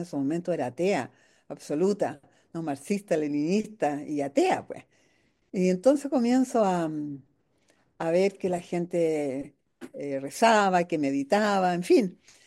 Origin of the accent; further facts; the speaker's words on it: Chile; una vez que fui al exilio durante la dictadura militar aquí en mi país, en el exilio estuve haciendo mucho trabajo para ayudar a lo que estaba sucediendo acá en Chile.